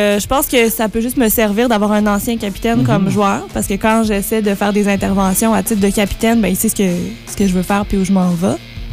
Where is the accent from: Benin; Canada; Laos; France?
Canada; L'Assomption, Quebec; j'étudie à l'UQTR en enseignement du français au secondaire. Et je viens de l'Assomption, qui est une petite ville magnifique et chaleureuse et accueillante dans la Naudière, donc tout près de Montréal.